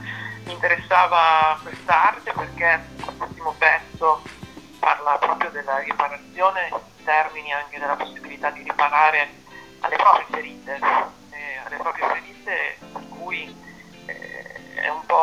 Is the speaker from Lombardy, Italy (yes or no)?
no; Baricella, Emilia-Romagna, Italy; perché io vengo da Baricello